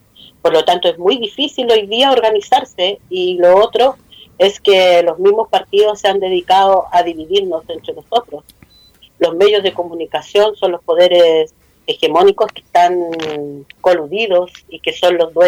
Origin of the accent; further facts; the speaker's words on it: Araucanía, Chile; first language Mapudungun; Spanish is a second language; los voy a saludar en mi lengua materna, que es Mapuche, Marimari Lamien, Marimari Compuché … cutora de Radio Huelquén Curru, medio de comunicación Mapuche de la Araucanía